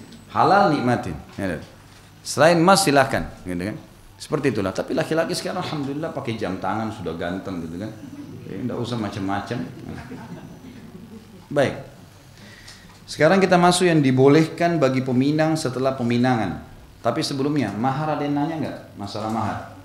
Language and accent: Indonesian; South Sulawesi, Indonesia; born there